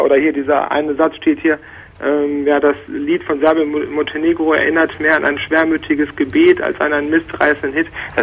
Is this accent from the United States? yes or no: no; Croatia; now in Germany; ich bin selber Ostblock quasi. Ich komme aus Kroatien